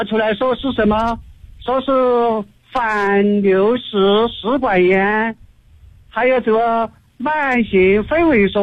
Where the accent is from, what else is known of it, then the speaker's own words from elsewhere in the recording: Chengdu, Sichuan, China; 我是成都的一名学员。